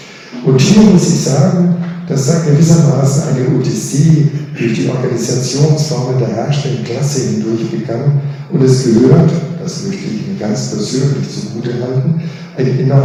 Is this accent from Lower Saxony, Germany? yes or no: yes; Alfeld, Lower Saxony, Germany; als ich in meiner Heimatstadt Ahlfeld im Jahre 1961